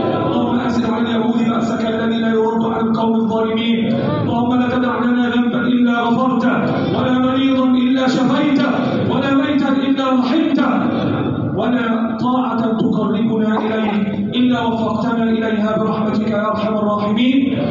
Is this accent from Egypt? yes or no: yes; Egypt; اللهم احفظ بلادنا مصر وسائر بلاد